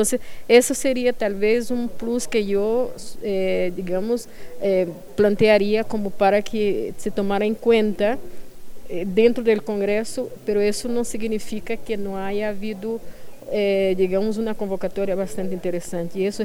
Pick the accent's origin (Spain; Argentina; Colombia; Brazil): Brazil; yo soy brasileña y eso no puedo dejar de lado en ningún momento